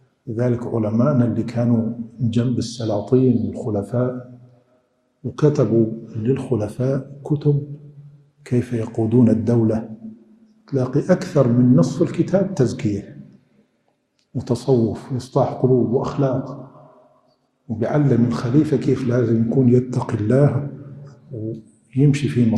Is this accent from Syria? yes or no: yes; Syria; عندنا في الشام في سوريا